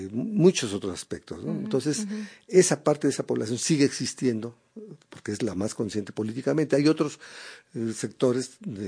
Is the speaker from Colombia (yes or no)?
no; Mexico City, Mexico; yo mismo me considero chilango chicano